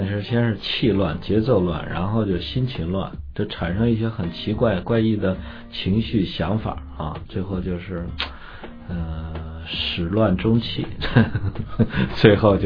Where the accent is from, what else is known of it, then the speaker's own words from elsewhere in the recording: China; 我们中国人用的节气是标准的太阳历